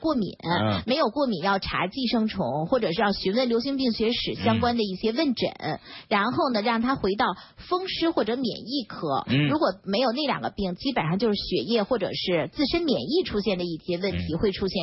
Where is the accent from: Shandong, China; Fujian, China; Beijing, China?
Beijing, China; 还有就是像我们北京人其实吃烟吃的还算少